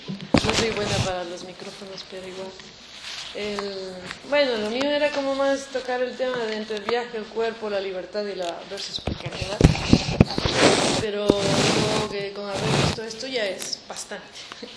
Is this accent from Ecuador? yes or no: yes; Ecuador; moved away as an adult; activista por más de 10 años en mi país de origen, Ecuador. Hoy por hoy emprendo luchas junto con realidades distintas de ser migrante